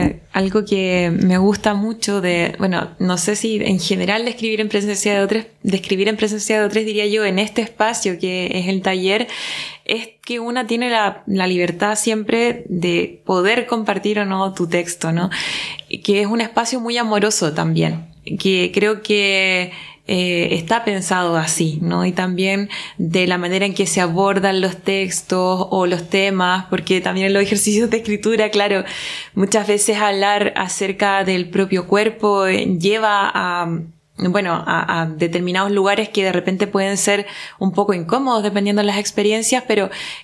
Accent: Paillaco, Los Ríos, Chile; soy de Chile, para la gente que nos va a estar escuchando. Y soy del sur de Chile, de un pueblo que se llama Paillaco, que está cerca de Valdivia.

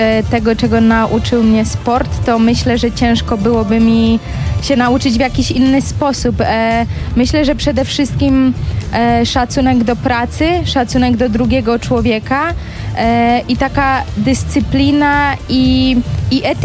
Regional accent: Bydgoszcz, Kuyavian-Pomeranian Voivodeship, Poland; now in Girona, Spain; nie ukrywam, że pochodzę z Bydgoszczy, a tam tereny do przede wszystkim treningu kolarskiego nie są najlepsze, bo są po prostu bardzo płaskie

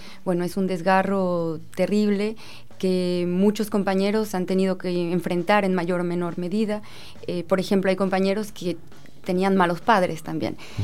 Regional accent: Mexico; moved away as an adult; now in France; Yo nací en México, viví en México hasta los 23 años. Actualmente vivo en Francia

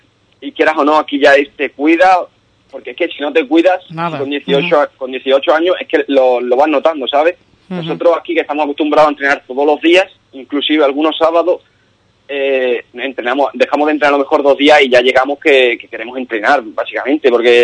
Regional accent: Ubrique, Andalusia, Spain; Ubrique es mi pueblo y vamos, aquí todo el rayo sabe que soy de Ubrique

